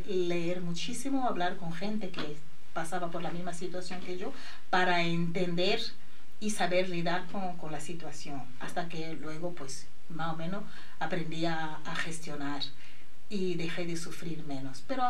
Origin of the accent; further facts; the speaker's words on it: Angola; now in Spain; la sanidad en España, que puede tener sus pros y contras, pero para mí siempre es mejor que la de mi país, Angola, ¿vale? Entonces tener a mi hija aquí aparte fue un poco un shock, porque me hubiera gustado tener en mi tierra, con mi familia